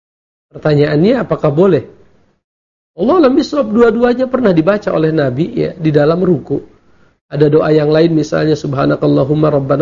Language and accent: Indonesian; Jakarta, Indonesia; kami orang Jakarta sepakat mengatakan bahwa ke Bandung itu safar misalnya